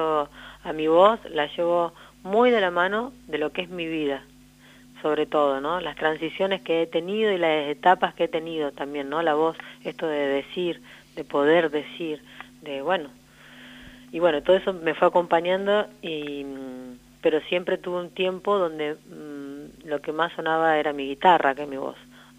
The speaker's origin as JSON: {"language": "Spanish", "region": "La Pampa", "country": "Argentina", "tie": "born or raised there", "also_born_or_lived": "Buenos Aires", "moved": "yes", "lives_now": "Córdoba, Argentina", "said": "O sea, yo ya llevo más de 20 años fuera de acá, de La Pampa, uh-huh. Que me fui a vivir primero a Buenos Aires, viví... casi 20 años y hace ya 2 años que estoy en Córdoba."}